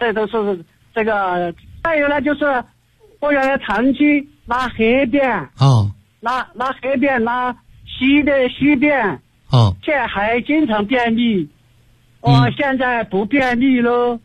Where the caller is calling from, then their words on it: Chengdu, Sichuan, China; 我是成都的一名学员。我现在今年68岁。